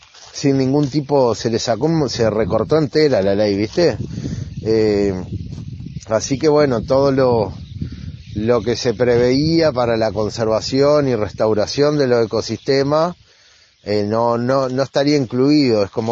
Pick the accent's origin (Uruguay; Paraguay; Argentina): Argentina; Gualeguaychú, Entre Ríos; soy acá de Rincón del Gato, es una zona rural acá de Gualeguaychú, Entre Ríos.